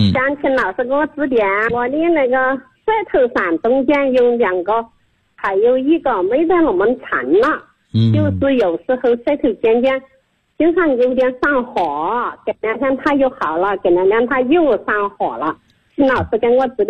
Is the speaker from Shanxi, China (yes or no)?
no; Lu'an, Anhui, China; 我是来自安徽六安的老师。